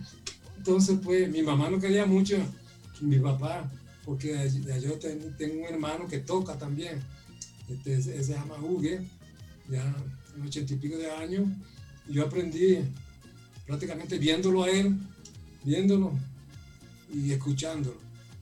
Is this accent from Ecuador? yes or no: no; Villanueva, La Guajira, Colombia; se presentan muchos, pero muchos acordeoneros de Villanueva